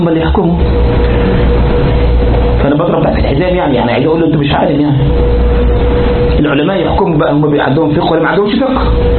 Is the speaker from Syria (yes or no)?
no; Egypt; طبعا حلوان مدن كثيرة في عندنا في مصر،